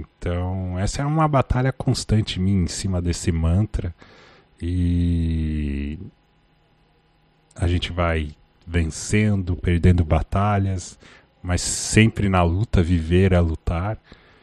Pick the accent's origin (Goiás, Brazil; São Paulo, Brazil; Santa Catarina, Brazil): Santa Catarina, Brazil; Lages; seria onde eu cresci, a minha casa original, assim, em Lages, Santa Catarina